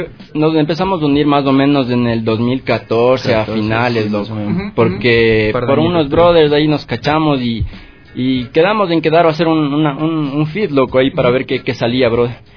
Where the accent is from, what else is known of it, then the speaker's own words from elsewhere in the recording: Sangolquí, Pichincha, Ecuador; yo soy de Sangolquí, brother, del Valle de los Chillos